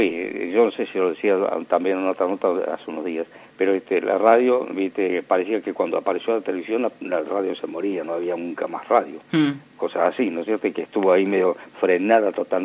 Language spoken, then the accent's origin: Spanish; Argentina; y yo soy argentino